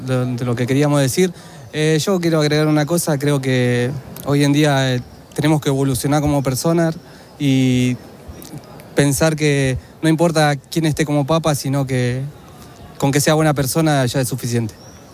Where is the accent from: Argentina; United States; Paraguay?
Argentina; Y también como que nos une mucho como argentino, ¿no? Estando en cualquier parte del mundo